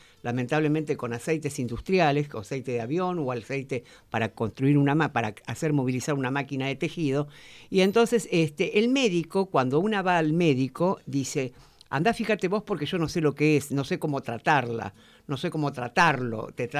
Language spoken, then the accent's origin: Spanish; Mar del Plata, Buenos Aires Province, Argentina; Mar del Plata fue elegida, yo soy de Mar del Plata